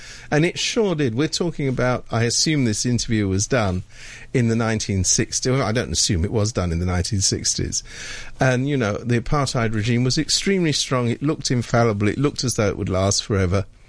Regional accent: United Kingdom; I keep coming back to this thing about something I happen to know about being British.

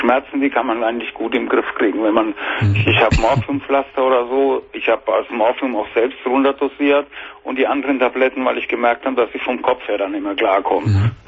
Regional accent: Bavaria, Germany; ich komme aus Bayern.

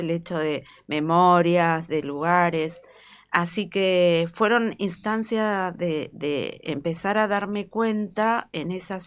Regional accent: Bahía Blanca, Buenos Aires Province, Argentina; Me tocó vivir a los 14 años lo que fue Malvinas. Bueno, cuando era pequeña la dictadura militar en Bahía Blanca fue fuertísimo.

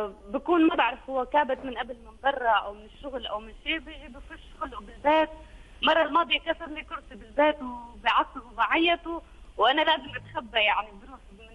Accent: Syria; أنا أول شيء بدي أقول لك أنا سورية

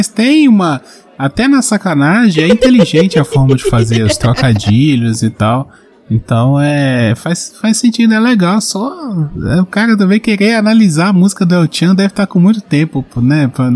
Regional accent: Minas Gerais, Brazil; eu sou de Minas, então

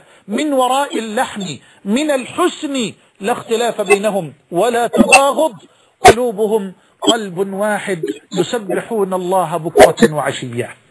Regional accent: Egypt; يمكن حتى مش لقي عجلة عندنا في مصر

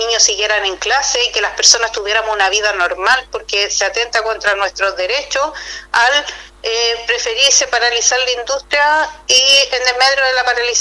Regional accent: Puchuncaví, Valparaíso, Chile; corregir que yo soy de Puchuncaví

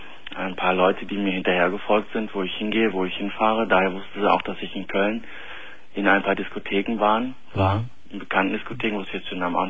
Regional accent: Turkey; Ich bin Türke.

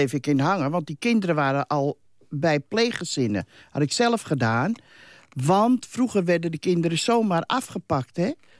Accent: Amsterdam, North Holland, Netherlands; Ik ben een Amsterdamse. Zat ik in die christelijk dorp.

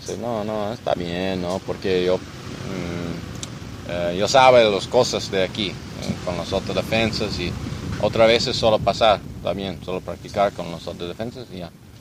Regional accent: United States; Spanish is a second language; now in Jalisco, Mexico; Yo soy un ciudadano de Estados Unidos. Yo vivo aquí para un año y medio, más o menos. Yo vivo en Jalisco con mi esposa y dos niños.

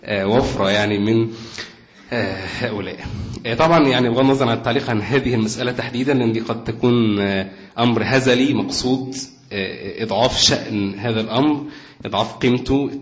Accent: Egypt; أصل إحنا مصريين فمن باب التعصب للمكان اللي إحنا ولدنا فيه

